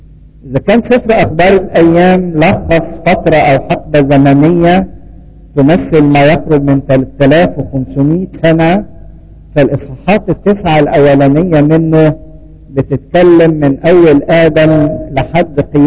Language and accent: Arabic; Egypt; واتكلمنا عننا كمصريين، احنا من نسل مصرايم ابن حام